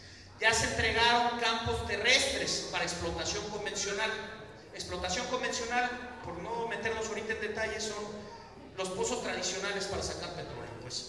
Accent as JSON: {"language": "Spanish", "town": "Monterrey", "region": "Nuevo León", "country": "Mexico", "said": "yo soy y vengo de la ciudad de Monterrey, actualmente habito en esta ciudad"}